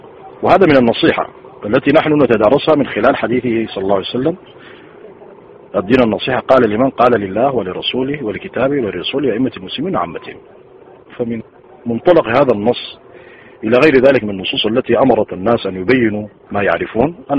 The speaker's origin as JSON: {"language": "Arabic", "country": "Sudan", "said": "كما يقول عندنا في السودان المثل"}